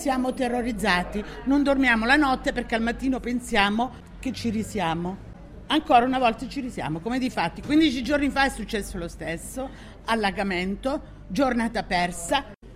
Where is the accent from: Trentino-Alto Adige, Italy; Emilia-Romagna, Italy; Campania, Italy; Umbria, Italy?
Campania, Italy; Camerota; born there; now in Milan, Italy; io sono nata a Camerota in provincia di Salerno.